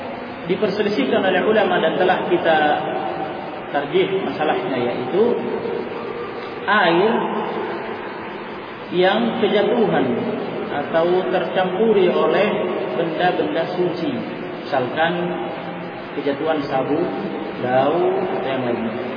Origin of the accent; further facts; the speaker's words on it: Makassar, South Sulawesi, Indonesia; meskipun kita orang Makassar, ya, karena faktor bahasa saja mereka mengatakan air